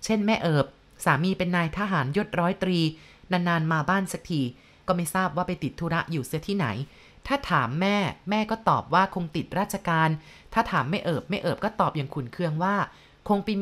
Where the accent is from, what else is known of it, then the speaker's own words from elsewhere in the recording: Thonburi, Bangkok, Thailand; born there; ผมเกิดที่บ้านสวนธนบุรีหน้าบ้านติดคลองวัดดอกไม้ไม่ไกลจากสถานีตำรวจบุปผารามมากนัก